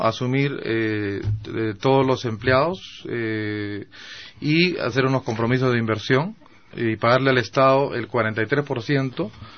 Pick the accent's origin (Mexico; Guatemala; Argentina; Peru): Peru; como peruano, ha habido inclusive toda una campaña cobarde